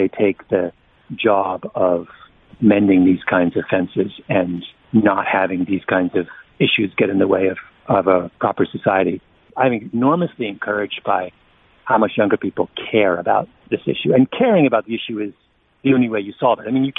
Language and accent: English; Canada; I mean, I'm a Canadian, really